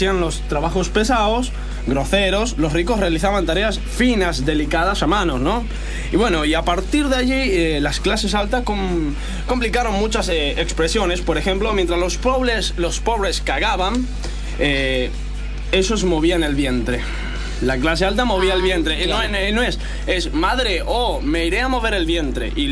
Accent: Catalonia, Spain; Bueno, pues que yo soy de Cataluña

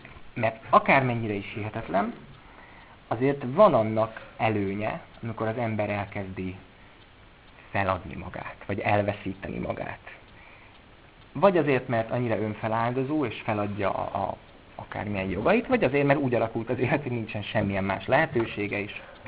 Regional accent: Budapest, Hungary; also born or lived in Miskolc; És én budapesti vagyok, sőt, előtte Miskolci voltam

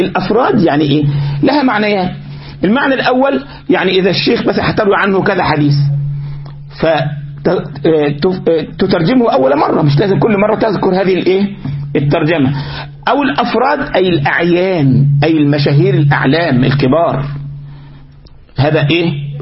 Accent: Egypt; عندنا في مصر

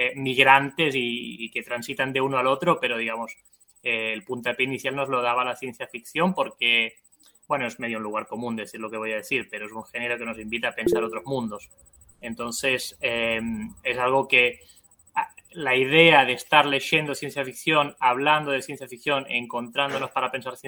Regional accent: Barcelona, Catalonia, Spain; now in Argentina; soy de Barcelona, vivo en Argentina hace 15 años.

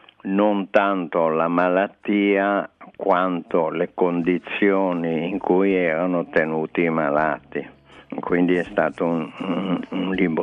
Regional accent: Genoa, Liguria, Italy; born there; also born or lived in Venice / Paris; now in Milan, Italy; Io sono genovese di nascita, veneziano d'adozione e dal 64 circa abito a Milano.

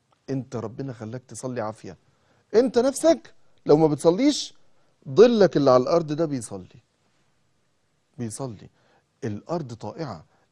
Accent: Egypt; مواصلة صغيرة عندنا في مصر اسمها توك توك

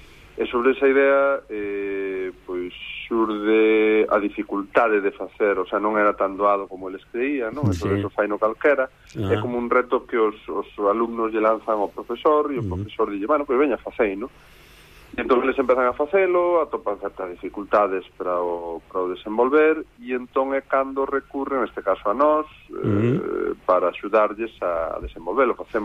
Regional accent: Celanova, Galicia, Spain; Eu crieime ali en Celanova

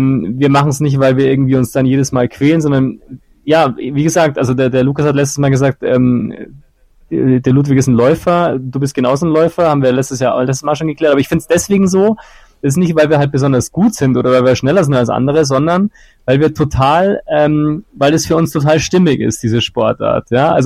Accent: Munich, Bavaria, Germany; Also auch weil natürlich hier in München mehr geboten wird, was das angeht. Aber natürlich auch, weil ich hier halt trotzdem meine Heimat halt auch habe und ich ein grundsätzlich sehr heimatverbundener Mensch bin

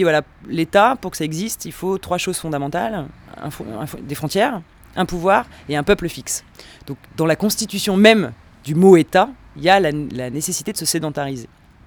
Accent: Lyon, Auvergne-Rhône-Alpes, France; born there; moi je suis née à Lyon. D'ailleurs, j'habite à Lyon, donc c'est un peu, je suis aussi un peu nomade parce que je vis dans les trains.

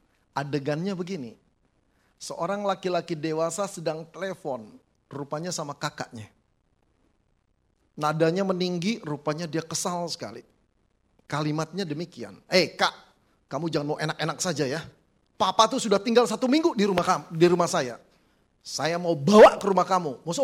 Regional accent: Jakarta, Indonesia; now in Malang, Indonesia; cukup tua saudara ya, 60 tahun. Sudah belasan tahun saya di sana, walaupun saya berasal dari Jakarta, saya bersyukur Tuhan membawa saya ke Kota Malang

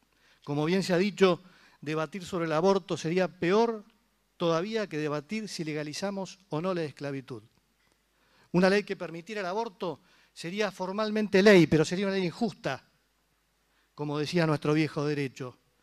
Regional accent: Argentina; en quien creemos como argentinos

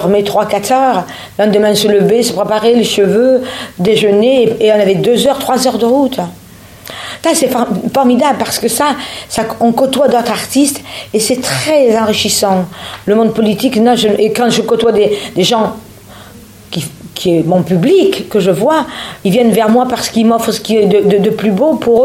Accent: Avignon, Provence-Alpes-Côte d'Azur, France; Je vais chez moi en Avignon, 2 jours.

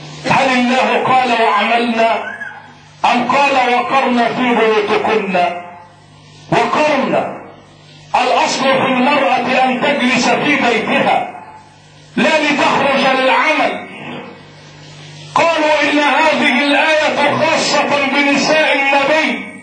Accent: Egypt; لان عدد الوزيرات عندنا في مصر قليل

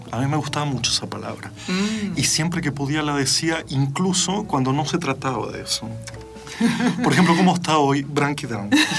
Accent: Brazil; Spanish is a second language; Pero somos brasileros, sí

